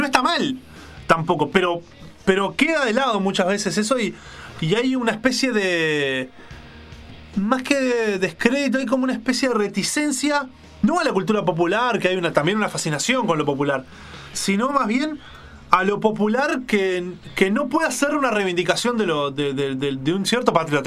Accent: Uruguay; porque nos permite tener otra mirada que tal vez nosotros como uruguayos no llegamos a ver

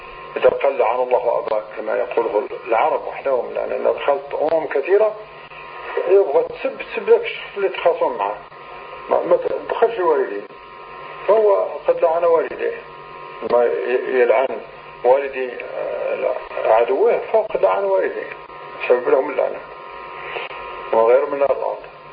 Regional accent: Morocco; وكانت عندنا في المغرب عادة قبيحة جدا

